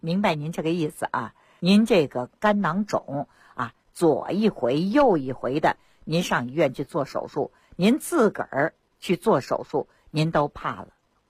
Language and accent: Chinese; Beijing, China; 我老北京了，我。